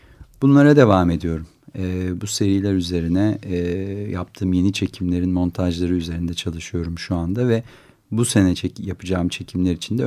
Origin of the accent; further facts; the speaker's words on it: Istanbul, Turkey; also born or lived in United States; Ben de İstanbul'da yaşamayı, burada üretmeyi buradaki hayatı tekrar tanımayı, çünkü buralıyım ben, burada doğdum, burada büyüdüm, liseyi burada okudum. Yani 10 senelik bir Amerika dışında kendi şehrimde var olmayı, en azından bunu bir denemeyi istedim ve bu nedenle döndüm.